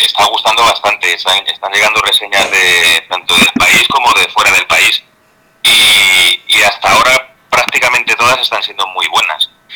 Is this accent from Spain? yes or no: yes; Spain; yo soy español y me gusta el castellano